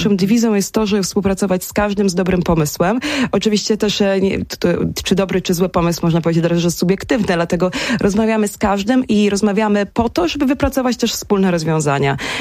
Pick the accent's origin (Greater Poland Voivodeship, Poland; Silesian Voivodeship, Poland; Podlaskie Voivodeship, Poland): Podlaskie Voivodeship, Poland; Suwałki; Ja jestem z Suwałk, stąd ten temat był zawsze mi bardzo bliski.